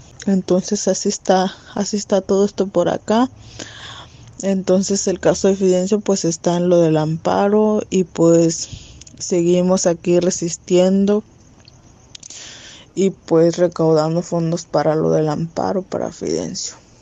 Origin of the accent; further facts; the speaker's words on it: Loma de Bácum, Sonora, Mexico; les mando un saludo fraterno desde acá, desde mi pueblo de Loma de Bacum.